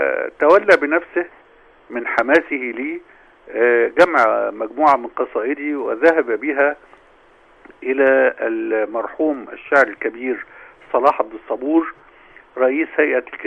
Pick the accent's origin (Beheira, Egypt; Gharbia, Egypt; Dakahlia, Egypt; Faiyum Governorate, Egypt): Beheira, Egypt; Damanhur; طبعا في بلدتي في دمنهور